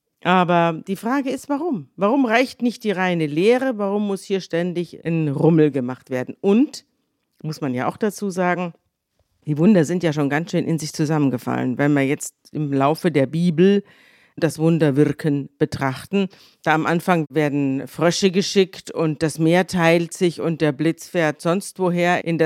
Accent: Munich, Bavaria, Germany; In München, da hat man das alles nicht so bitter ernst genommen

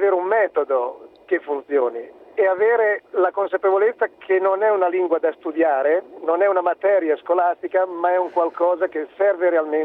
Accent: Emilia-Romagna, Italy; now in Bolzano, Italy; Io sono emiliano, mi sono laureato a Bologna una ventina d'anni fa, poi per varie vicissitudini sono arrivato a Bolzano.

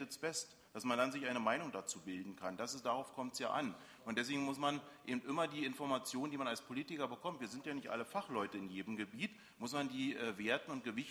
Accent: Berlin, Germany; ich komme aus Reinickendorf geografisch

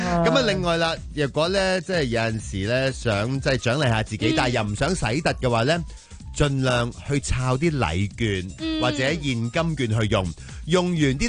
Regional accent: Hong Kong; 不過我哋香港人真係咧對呢一個抗疫嗰個 alert 咧、真係可以話值得一讚

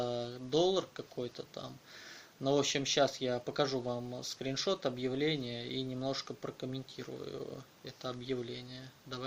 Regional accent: Moscow, Russia; Нет, знаете, дело в том, что я из Москвы.

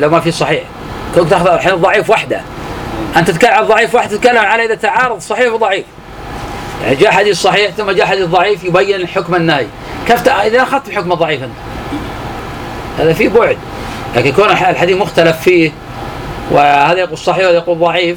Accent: Najd, Saudi Arabia; كان عندنا في نجد يسمونه كنيف البرج،

